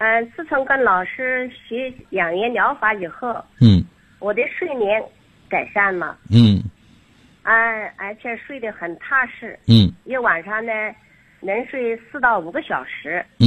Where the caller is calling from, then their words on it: Xuancheng, Anhui, China; 我来自安徽宣城的。我是一名先学员。